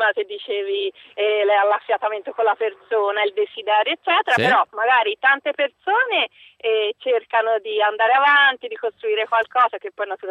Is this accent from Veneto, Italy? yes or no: no; Livorno, Tuscany, Italy; L'ultimo è una pizzeria a Livorno, io sono di Livorno.